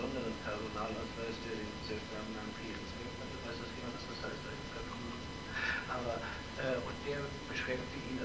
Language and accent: German; West Germany, Germany; Als Westdeutscher muss ich natürlich auch immer darauf hinweisen